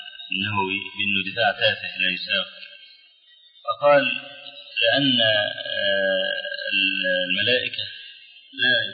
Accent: Egypt; عندنا في مصر

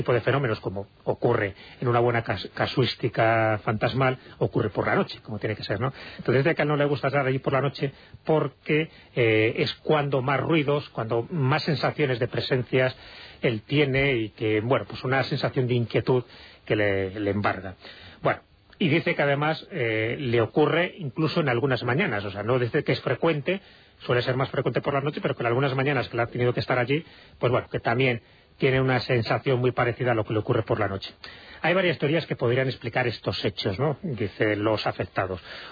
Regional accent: Spain; una palabra como muy castellana, ¿no? Muy propia nuestra del astracán, que no se hace en otros lugares, pero que sin embargo en España sí tenemos esa forma de entender la política

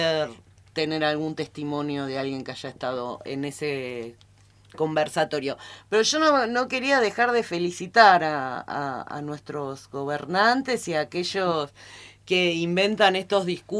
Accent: Buenos Aires, Argentina; born there; moved away; si yo que nací en Buenos Aires, no tengo derecho a estar acá, a querer venir a habitar este territorio.

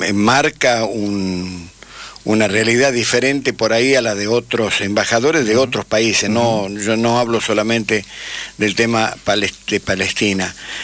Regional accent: Tucumán, Argentina; yo soy tucumano, puedo hablar de cítricos, ¿no? Con cierto conocimiento geográfico y de causa. La mitad de mi familia está dedicada a la industria a la cosecha, a la siembra y a la cosecha del limón

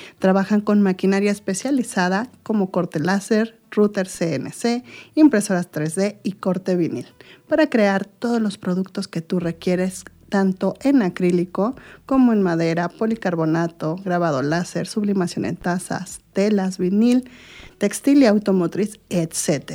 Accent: Amecameca, State of Mexico, Mexico; also born or lived in Tlaxcala; Yo soy de aquí de Amecameca, ya muchos lo saben, y me fui a Tlaxcala por muchos años. Estuve yo creo que como 17 a 18 años allá.

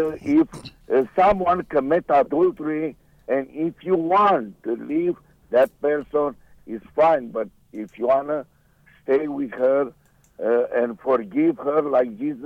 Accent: California, United States; I'm from California, and I came to live with my friends right here.

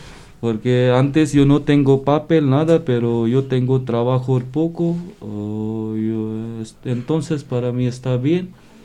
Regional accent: India; Spanish is a second language; also born or lived in France; now in Spain; de la India. Yo estoy en España 1 año 2 meses.

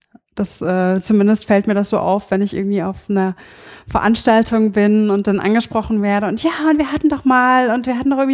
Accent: Berlin, Germany; Wir sind ja jetzt auch gerade im schönen Berlin. Und witzigerweise aufgewachsen bin ich am Stadtrand im Nordosten, Plattenbausiedlung in Hohenschönhausen.

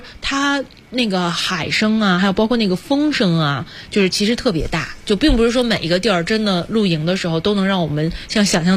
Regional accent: Shenzhen, Guangdong, China; 因为当时我们是在海边嘛，我不是在这个深圳长大嘛，

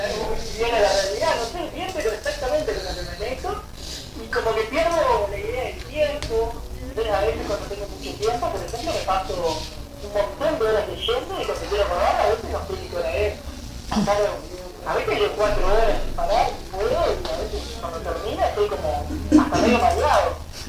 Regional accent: Canelones, Uruguay; born there; also born or lived in Santa Lucía; Nací en Canelones, viví un tiempo en Santa Lucía, ahí cerca del paseo, porque ahí en la parte como atrás del paseo, digamos, en un barrio de Santa Lucía, en la calle Borges. Y después no, vivo en Canelones, ahora vivo en Canelones.

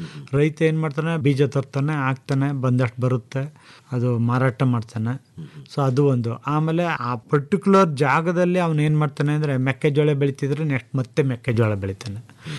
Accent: Karnataka, India; ನಮಸ್ಕಾರ, ನಾನು ಮೂಲತಃ ಮಂಡ್ಯ ಜಿಲ್ಲೆಯನ್ನು, ಜೊತೆಗೆ ಕೃಷಿ ಪದವೀಧರ.

